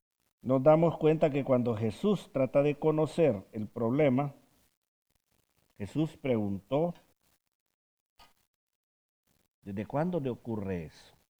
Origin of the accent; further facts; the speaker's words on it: Honduras; Yo soy hondureño.